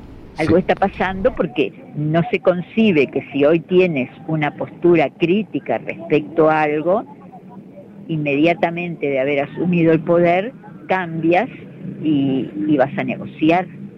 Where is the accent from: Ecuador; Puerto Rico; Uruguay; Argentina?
Uruguay; Nosotros podemos decidir qué es lo que queremos hacer con el río como uruguayos y de la parte que nos corresponda como Uruguay